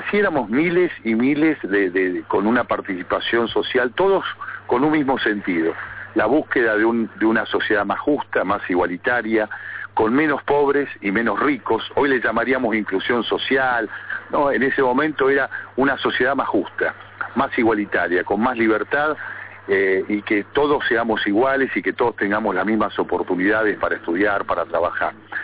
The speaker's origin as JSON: {"language": "Spanish", "region": "Neuquén", "country": "Argentina", "tie": "born or raised there", "said": "Yo me fui a estudiar a La Plata en la década de 70, era muy joven, yo soy nacido aquí en Neuquén, me he criado toda la vida aquí, y fui a estudiar a La Plata"}